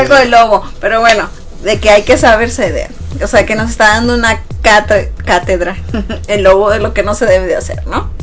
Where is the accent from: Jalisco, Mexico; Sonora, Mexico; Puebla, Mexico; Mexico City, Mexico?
Sonora, Mexico; la carrilla de por ejemplo, de Sonora, para los que somos sonorenses, es muy peculiar